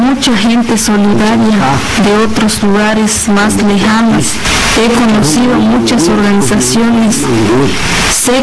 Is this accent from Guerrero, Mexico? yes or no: yes; Xochistlahuaca, Guerrero, Mexico; born there; Actualmente tengo 78 años. Nací en Sunja, Xochistlahuaca. Soy campesino.